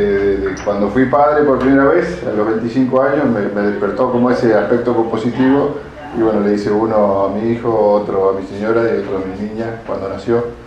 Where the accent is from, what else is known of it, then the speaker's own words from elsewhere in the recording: Coronel Brandsen, Buenos Aires Province, Argentina; born there; Nací en Buenos Aires, en la provincia de Buenos Aires, en un pueblo que se llama Coronel Brands.